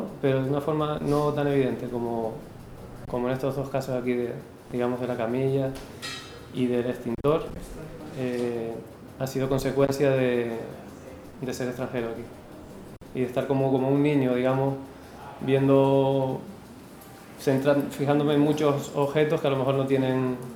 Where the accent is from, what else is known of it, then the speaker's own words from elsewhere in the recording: Lanzarote, Canary Islands, Spain; now in Cali, Colombia; después surgió una beca de la isla donde soy yo, de Lanzarote.